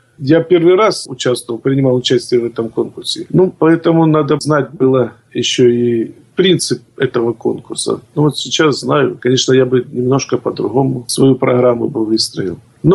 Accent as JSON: {"language": "Russian", "region": "Krasnodar Krai", "country": "Russia", "said": "Я люблю свой край. Наш богатый Краснодарский край, он богатый традициями, и это благодатная земля. И, конечно, воспоминания детства, когда еще мама меня на выходные отправляла в станицу к бабушке."}